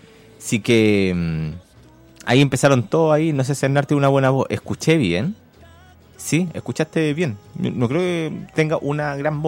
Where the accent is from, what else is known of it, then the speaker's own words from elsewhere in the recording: Concepción, Biobío, Chile; a mí, que soy penquista, me marca emociones clandestinas